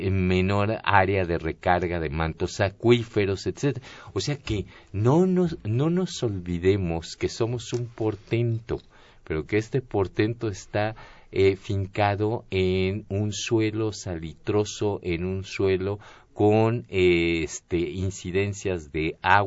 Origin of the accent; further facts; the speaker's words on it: Mexico; eso somos los mexicanos, ¿no?